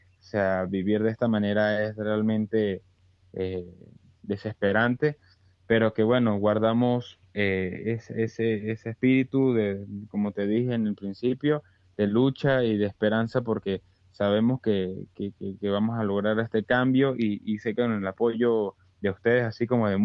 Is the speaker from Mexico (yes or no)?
no; Venezuela; Bueno, a nosotros como venezolanos le podemos decir en España que bueno, vean el espejo.